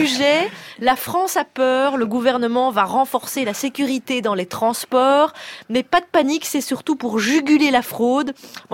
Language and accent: French; Belgium; Moi, je ne savais pas parce que je suis belge, hein, je vous rappelle